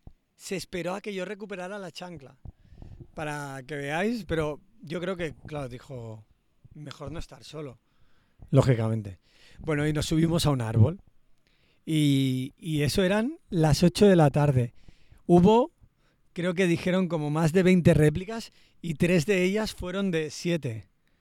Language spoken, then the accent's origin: Spanish; Barcelona, Catalonia, Spain; yo también soy de Barcelona